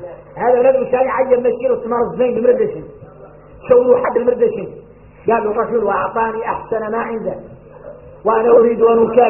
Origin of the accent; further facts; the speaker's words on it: Mauritania; احنا موريتاني مفتوح لنا في العلم